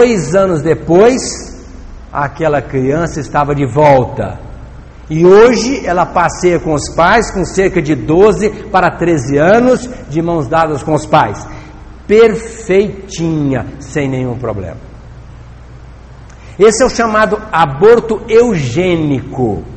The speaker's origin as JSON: {"language": "Portuguese", "town": "Itapagipe", "region": "Minas Gerais", "country": "Brazil", "tie": "born or raised there", "said": "lá da minha terra, de Itapajipe."}